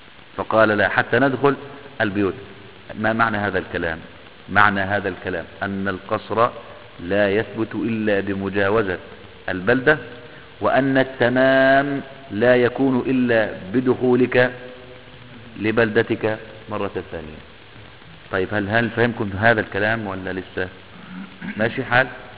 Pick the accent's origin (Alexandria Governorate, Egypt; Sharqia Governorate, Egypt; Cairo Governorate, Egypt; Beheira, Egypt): Beheira, Egypt; Idfina; يعني مثلا عندنا قريتنا مثلا اسمها ادفينا، القرية دي كلها معروفة اولها من اخر.